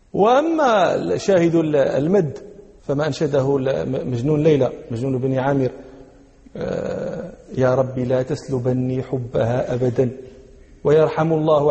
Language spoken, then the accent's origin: Arabic; Morocco; أهل البدو عندنا في المغرب، في بعض نواحي المغرب يقولون